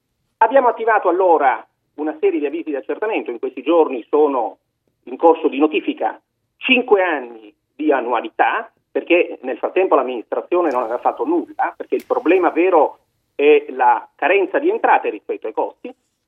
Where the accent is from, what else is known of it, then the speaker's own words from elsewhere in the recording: Caltagirone, Sicily, Italy; moved away as an adult; now in Milan, Italy; Io ho vissuto a Caltagirone fino a 18 anni, quando finito il liceo mi sono trasferito a Milano, e poi la ragnatela di Milano mi ha trattenuto.